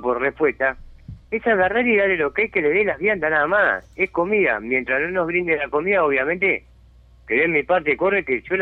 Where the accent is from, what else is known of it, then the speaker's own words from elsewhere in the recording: Montevideo, Uruguay; Yo hace 6 años que vivo acá. Pero los 6 años que vivo acá, pues yo soy nacido y criado en Montevideo.